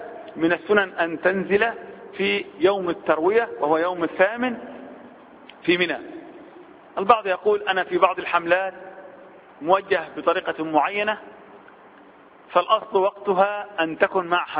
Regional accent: Egypt; بعض الناس وبالأخص احنا كمصريين بنحب الجدال في الحج

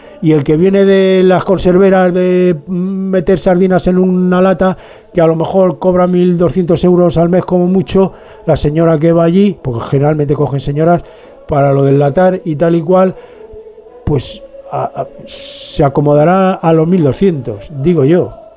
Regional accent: Madrid, Community of Madrid, Spain; born there; moved away; Yo nací en Madrid. De Madrid no me han echado, pero me fui

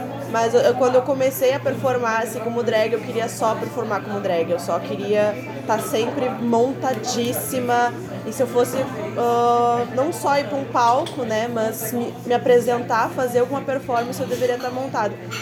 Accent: Porto Alegre, Rio Grande do Sul, Brazil; Eu morava antes mais perto da Zona Norte, ali pelo Jardim Botânico. Mas isso foi bem no início da minha infância, então não lembro muito dali. Depois eu fui pro Moinhos de Vento. E depois agora eu vim morar sozinha mesmo na Cidade Baixa

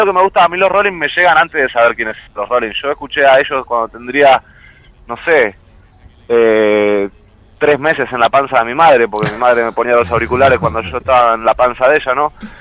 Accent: La Plata, Buenos Aires Province, Argentina; Yo soy de Plata, Argentina.

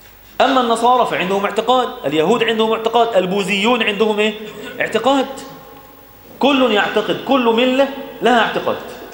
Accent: Egypt; إحنا بقى كمصريين

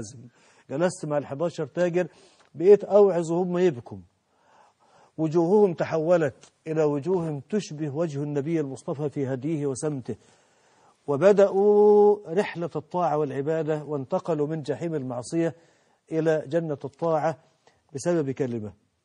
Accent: Mansoura, Dakahlia, Egypt; عندنا في المنصوره في قرى المنصوره

